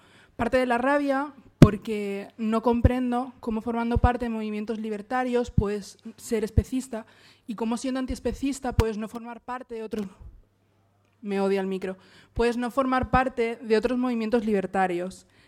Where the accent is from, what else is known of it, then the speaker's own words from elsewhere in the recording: Alicante, Valencian Community, Spain; Para mí es un movimiento rabioso, sobre todo porque vengo de Alicante.